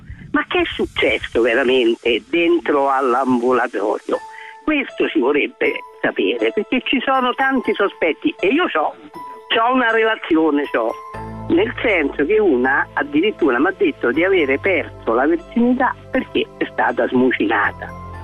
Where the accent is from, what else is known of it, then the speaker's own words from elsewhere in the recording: Romania; Se ti dico che sono rumeno.